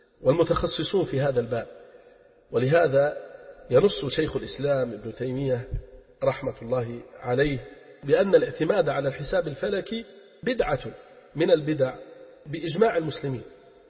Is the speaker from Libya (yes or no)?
yes; Libya; فننصح أهلنا في بلدنا ليبيا حرسها الله من كل سوء ومكروه